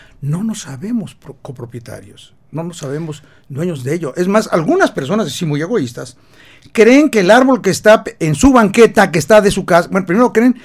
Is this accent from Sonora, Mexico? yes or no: no; Mexico City, Mexico; moved away; ya llevo aquí 30 años, soy chilango de origen, ya me perdonaron después de 30 años